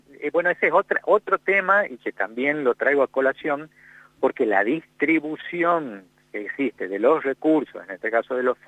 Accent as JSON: {"language": "Spanish", "region": "Tucumán", "country": "Argentina", "said": "casos graves que han sucedido acá en Tucumán, de donde soy yo, por supuesto"}